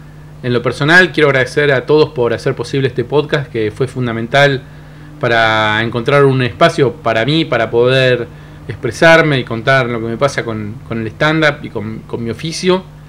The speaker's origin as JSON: {"language": "Spanish", "town": "Cipolletti", "region": "Río Negro", "country": "Argentina", "tie": "born or raised there", "said": "voy a estar en Chipoleti, que es mi ciudad natal"}